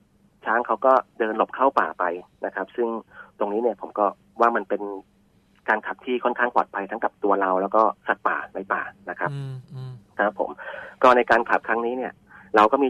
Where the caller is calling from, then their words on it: Bangkok, Thailand; ย่านเกษตรนวมินทร์ครับผม